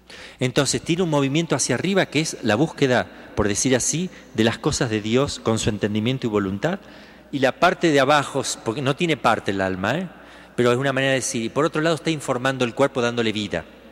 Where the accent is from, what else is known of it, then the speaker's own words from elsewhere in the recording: Argentina; pero soy argentino.